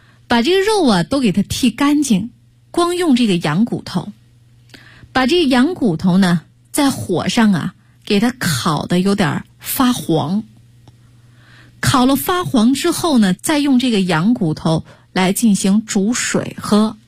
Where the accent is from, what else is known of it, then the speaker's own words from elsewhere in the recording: North China, China; 因为本身我就是北方人啊